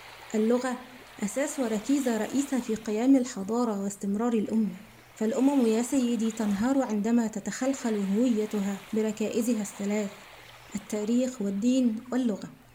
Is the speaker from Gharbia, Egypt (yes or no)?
yes; Gharbia, Egypt; شاعرة مصرية من مواليد محافظة الغربية وأعيش بها.